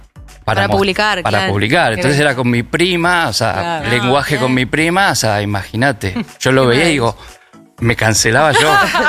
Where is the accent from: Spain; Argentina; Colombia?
Argentina; Buenos Aires; En Caballito, en Parque Chacabuco, todo eso.